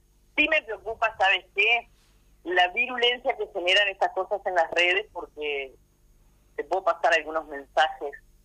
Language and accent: Spanish; Uruguay; porque acá somos todos uruguayos, somos parte de una comunidad política que tiene que dar ejemplos de eso